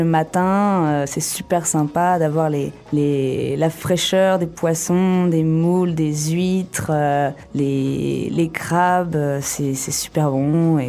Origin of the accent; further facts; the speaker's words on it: La Rochelle, Nouvelle-Aquitaine, France; Alors moi je viens de La Rochelle, qui est entre Nantes et Bordeaux, sur la côte de l'océan Atlantique.